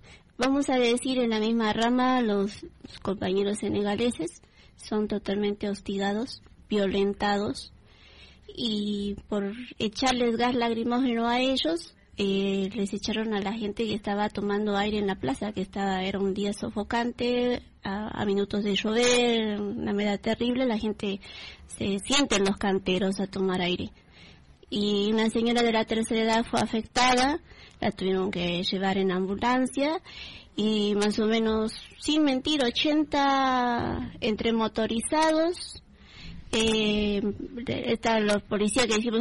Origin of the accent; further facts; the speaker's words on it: Bolivia; now in Argentina; Yo soy de Bolivia. Yo en un tiempo, sí, como todo el mundo, entré a trabajar acá de chiquita, desde los 16 años